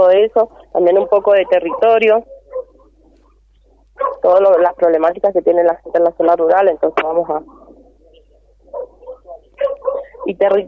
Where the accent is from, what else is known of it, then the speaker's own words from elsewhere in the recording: Mendoza, Argentina; Sí, a 200 kilómetros de acá de Malargüe.